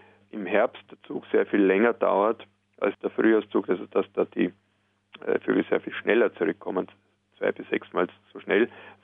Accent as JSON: {"language": "German", "country": "Austria", "said": "bei uns in Österreich sogar von Bundesland zu Bundesland unterschiedlich"}